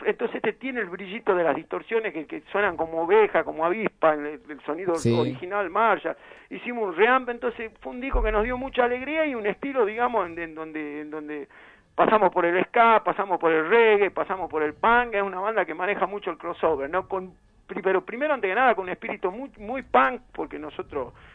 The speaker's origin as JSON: {"language": "Spanish", "town": "San Miguel de Tucumán", "region": "Tucumán", "country": "Argentina", "lives_now": "Buenos Aires, Argentina", "said": "Nosotros somos de San Miguel de Tucumán. Igual yo vengo hace muchos años"}